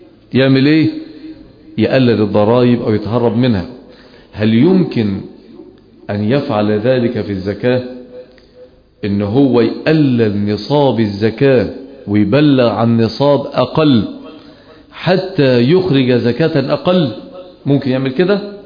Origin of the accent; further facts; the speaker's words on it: Egypt; احنا لما ننظر ونحن من أهل مصر ونعيش أحداثها ونتأثر بما يحاك لها